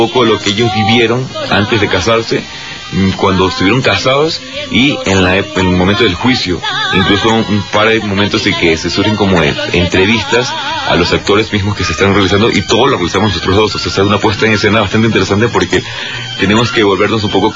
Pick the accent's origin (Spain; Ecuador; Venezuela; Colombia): Ecuador; moved away as an adult; now in Mexico; Yo soy ecuatoriano, tengo poco tiempo aquí en México. Yo ya vengo pues con 9 años de carrera actoral allí en mi país.